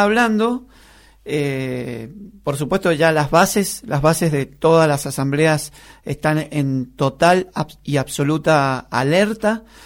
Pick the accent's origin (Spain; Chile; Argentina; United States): Argentina; Las Heras, Santa Cruz; Yo me crié en las Heras, en un barrio del oeste